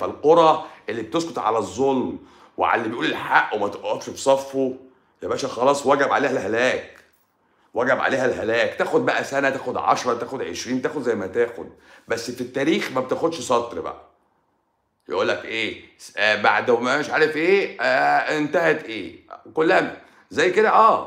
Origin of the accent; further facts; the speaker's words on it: Egypt; عندنا في مصر